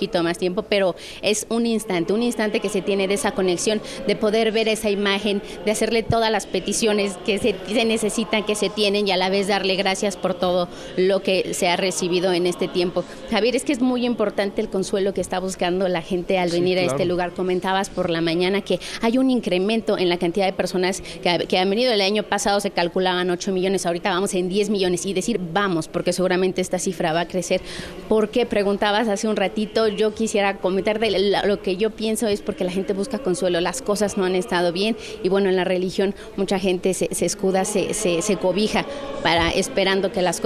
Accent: Mexico; seguimos siendo los mismos mexicanos, la misma cantidad de personas

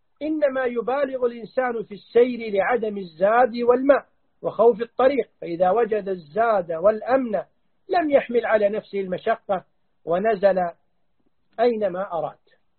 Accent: Kuwait; ونحن ولله الحمد نعيش في الكويت بأمان، نسير من بلدنا الكويت

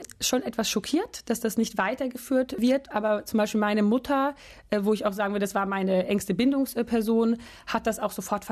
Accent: Portugal; Also ich bin in Portugal aufgewachsen. Gar nicht in Deutschland und bin dort die ersten Jahre auf eine Schule gegangen in Portugal

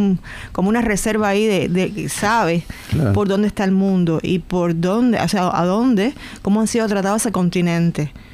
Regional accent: Cuba; siempre retornaba a mi pueblo con un grupo de tradiciones interesantes. O sea, ahí estaban mis abuelos y era muy interesante las tradiciones estas de las parrandas que se hacían en el centro de la isla

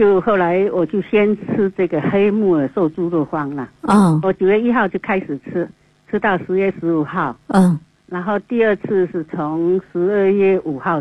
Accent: Quanzhou, Fujian, China; 老家是也是我们福建的，我们在泉州那一带的。闽南靠闽南的。

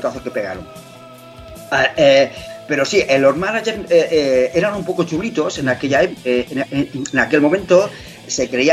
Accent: Alicante, Valencian Community, Spain; Si nosotros somos de Alicante, ¿qué más da que tengas un grupo que sea de fuera?

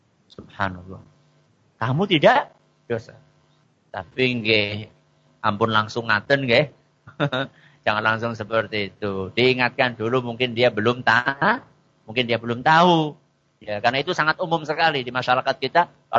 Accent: Java, Indonesia; Apalagi kita kan orang Jawa, ya, ada pakai wuhnya.

